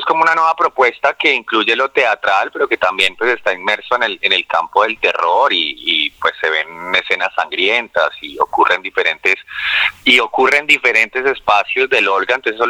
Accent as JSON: {"language": "Spanish", "country": "Colombia", "accent": "Colombian", "moved": "as an adult", "lives_now": "Argentina", "said": "soy actor profesional de la Escuela del Teatro Libre de Bogotá, soy colombiano evidentemente por mi acento, y pues nada, estoy acá en Argentina hace más o menos un año y medio"}